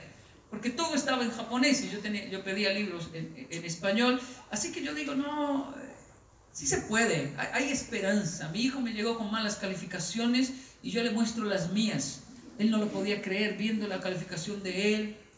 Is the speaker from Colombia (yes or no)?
yes; Colombia; una frase con la cual yo crecí y me amenazaron en Colombia.